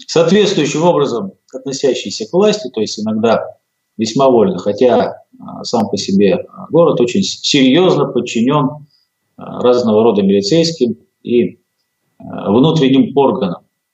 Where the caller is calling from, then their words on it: Verkhnyaya Pyshma, Sverdlovsk Oblast, Russia; я вас приветствую из Свердловской области, из Екатеринбурга, из города Верхняя Пышма, где я живу.